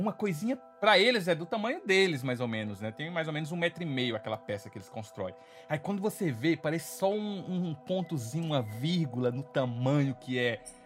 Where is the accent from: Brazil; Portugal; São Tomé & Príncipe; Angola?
Brazil; É, mas eu sou brasileiro, isso não impede nada, tá ligado?